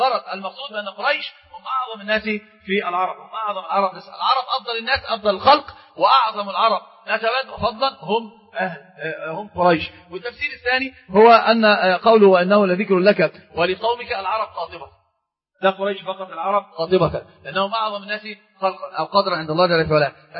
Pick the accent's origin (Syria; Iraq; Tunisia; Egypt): Egypt; وهذا هو عندنا في مصر في مثل مشهور جدا